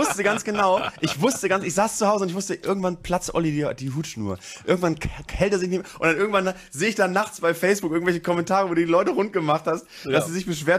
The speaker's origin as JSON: {"language": "German", "region": "North Germany", "country": "Germany", "accent": "North German", "said": "Ich finde, mit unserem norddeutschen Dialekt ist"}